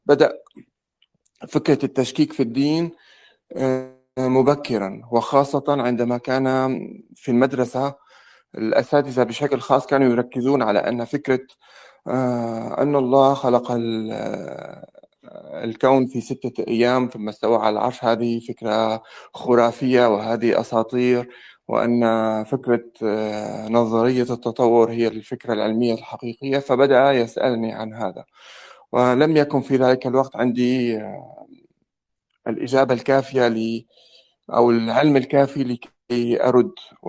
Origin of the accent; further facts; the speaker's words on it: Syria; moved away as an adult; now in France; أنا سوري عايش في فرنسا منذ 14 سنة. أتيت هنا في عام 2008 من أجل تحصيل الدكتوراه،